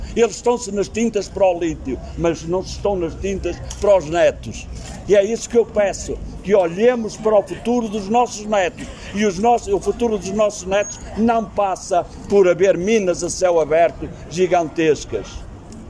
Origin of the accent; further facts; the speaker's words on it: Penafiel, Norte, Portugal; as pessoas achem que eu que sou do Penafiel